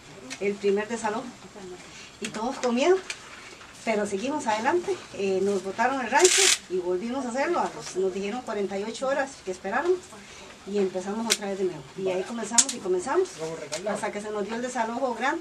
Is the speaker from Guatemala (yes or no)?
yes; Guatemala; de Guatemala.